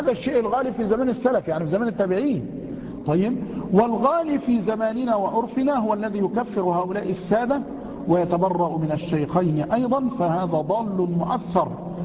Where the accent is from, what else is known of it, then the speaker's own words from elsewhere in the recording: Mansoura, Dakahlia, Egypt; قد يكون عندنا في المنصورة خارم، يعني قد يكون خارما عندنا هنا